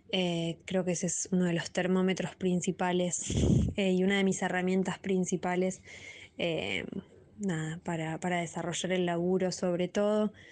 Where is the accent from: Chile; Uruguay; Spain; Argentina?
Argentina; Bariloche, Río Negro; moved away as an adult; now in Buenos Aires, Argentina; estoy formada casi que íntegramente en la escuela pública. Soy de Bariloche, allí fui a un jardín público, después a la escuela pública, a un secundario público de gestión privada, y después tuve la oportunidad de venir a Buenos Aires a estudiar en la universidad